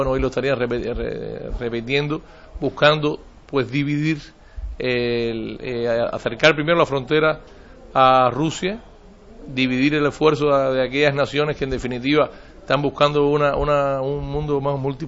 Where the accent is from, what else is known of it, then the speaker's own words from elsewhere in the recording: Cuba; Nosotros hemos meditado, lógicamente, como todo cubano, todo latinoamericano